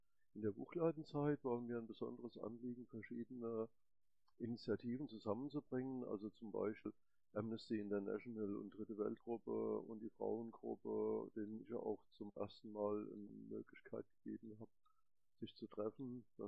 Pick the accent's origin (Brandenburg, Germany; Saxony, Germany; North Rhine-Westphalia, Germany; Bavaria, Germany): Saxony, Germany; Leipzig; Wie gesagt, ich komme aus Leipzig